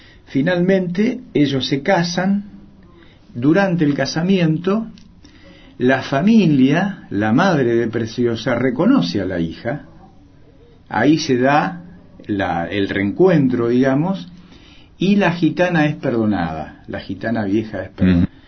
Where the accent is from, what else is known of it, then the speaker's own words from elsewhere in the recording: Argentina; Entonces yo soy un argentino que defiende esta bandera, defiende este país y ama su identidad.